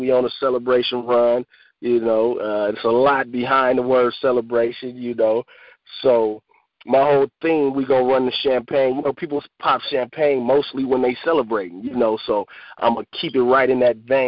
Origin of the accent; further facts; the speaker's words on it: San Francisco, California, United States; I'm from Hunters Point, Bayview Hunters Point. That's located in San Francisco, California.